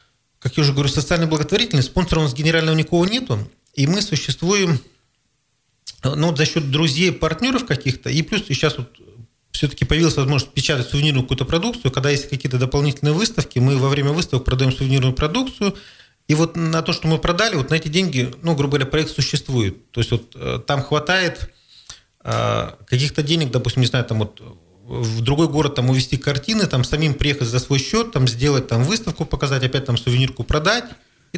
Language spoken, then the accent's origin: Russian; Krasnoyarsk, Krasnoyarsk Krai, Russia; мы приехали из Красноярска, с Сибири.